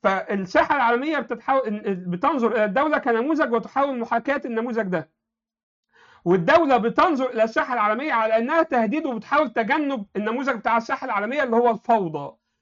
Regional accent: Egypt; انا عايش في مصر، انا مصري مسلم.

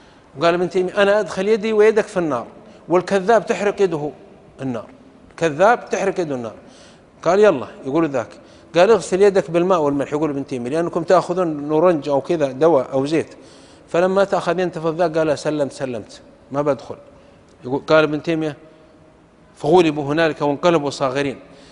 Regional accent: Saudi Arabia; يقولون في بلدة عندنا في السعودية كان ينبهون على الناس

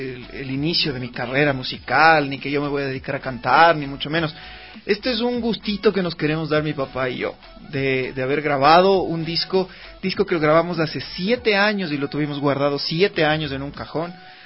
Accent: Ecuador; como buenos ecuatorianos nos encanta sufrir

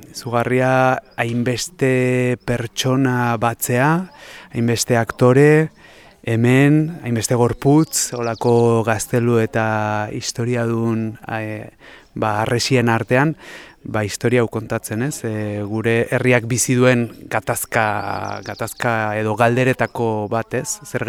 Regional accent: Pamplona, Navarre, Spain; eta Iruñatik nator.

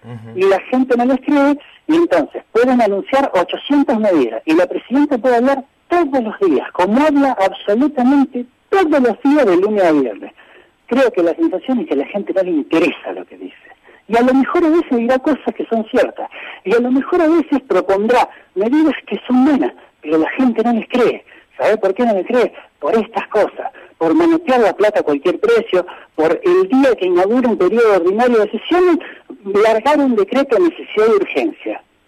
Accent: Olavarría, Buenos Aires Province, Argentina; Yo nací y me crié acá en Olavarría.

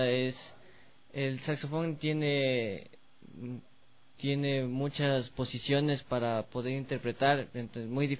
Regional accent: Quito, Pichincha, Ecuador; born there; Yo nací en Quito el 8 de septiembre de 1999.

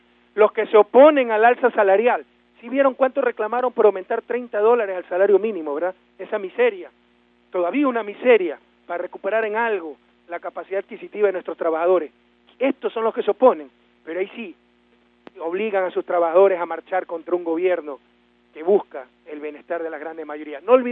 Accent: Guayaquil, Guayas, Ecuador; Por eso celebramos en mi ciudad natal, porque además de haber un presidente guayaquileño, aquí obtuvimos 10 de 18 asambleístas.

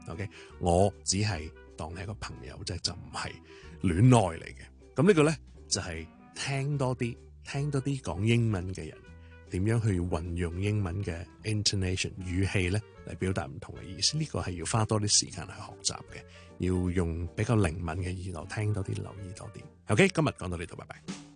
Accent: Guangdong, China; 而呢样嘢呢係我哋广东人係特别觉得难嘅。因为语调呢对我哋嚟讲係跟个字嘅。

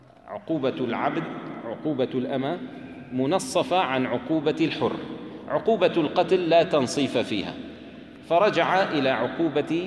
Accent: Syria; عندنا في الشام يستعملون كلمة بروح فيها

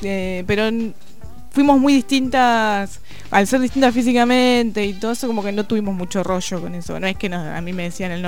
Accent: San Pedro, Buenos Aires Province, Argentina; Yo soy de San Pedro.

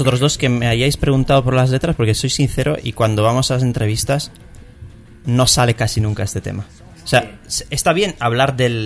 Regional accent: Italy; Spanish is a second language; yo soy italiano.

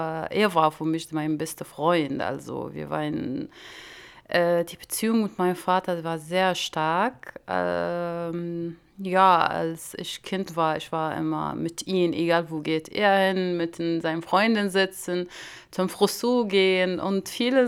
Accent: Damascus, Damascus Governorate, Syria; German is a second language; Also ich bin im Damaskus im Syrien aufgewachsen bin. Ich bin Palästinenserin, also aber im Syrien geboren. Ja, ich bin im Damaskus in eine, ja, so eine kleine Stadt, kann ich sagen, heißt Mukhayam al-Yarmouk.

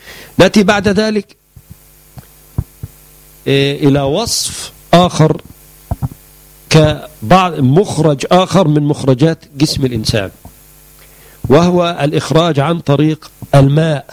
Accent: Egypt; وهو اللي احنا بنسميه عندنا في مصر الحلفبر.

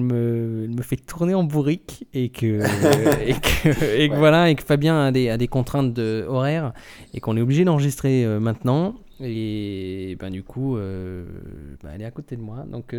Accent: Grand Est, France; now in Paris, France; Je vis à Paris et je suis alsacien à la base.

